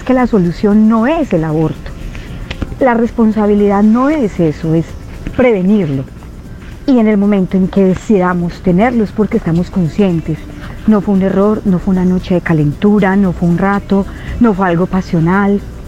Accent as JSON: {"language": "Spanish", "town": "Medellín", "region": "Antioquia", "country": "Colombia", "lives_now": "Alicante, Spain", "said": "Alicante, España. Soy de Medellín."}